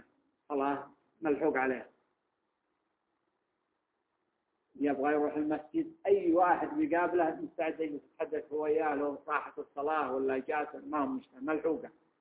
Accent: Mecca, Makkah Province, Saudi Arabia; يعني المثال الآن اللي موجود مثلا عندنا في مكة

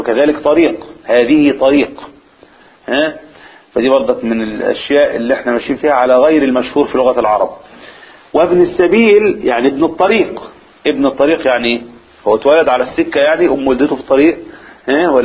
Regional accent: Egypt; احنا عندنا في مصر نكتة يعني فكاهة

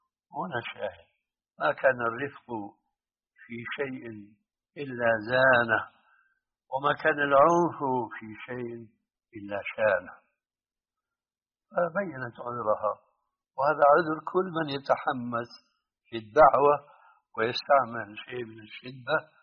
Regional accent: Syria; أنت الآن يعني كما يقولون عندنا في الشام نص الكلام ما عليه جواب

